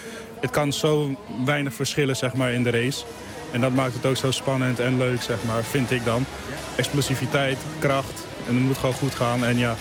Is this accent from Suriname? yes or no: yes; Suriname; Vooral ik ben opgegroeid in Suriname, dat heb je niet heel vaak gezien.